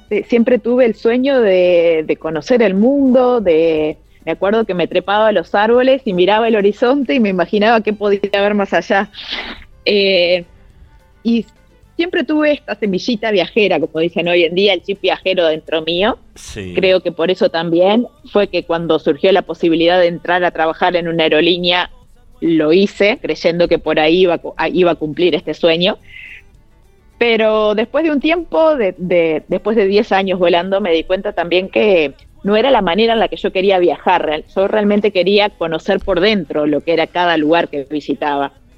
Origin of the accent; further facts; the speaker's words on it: Cardona, Soriano, Uruguay; also born or lived in Montevideo; Yo nací en Montevideo, pero me crié en un pueblito que se llama Cardona, que es un pueblito pequeño, que queda en el departamento de Soriano, en Uruguay.